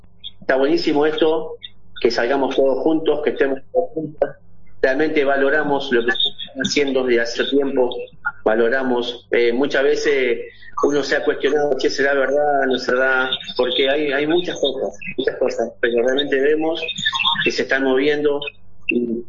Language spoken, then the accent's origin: Spanish; Boulogne, Buenos Aires Province, Argentina; Vanessa es mi esposa. Realmente ya está pasando un momento muy delicado. Nosotros somos de Buenos Aires, Argentina, más específicamente de Boulogne.